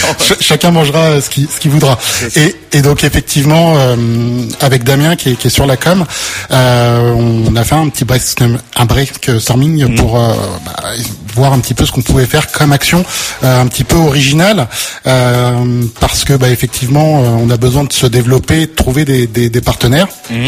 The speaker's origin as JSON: {"language": "French", "town": "Saint-Jean-de-Braye", "region": "Centre-Val de Loire", "country": "France", "said": "étant originaire d'un quartier aussi, moi je viens de Saint-Jean-de-Bray, Pont-Bordeaux."}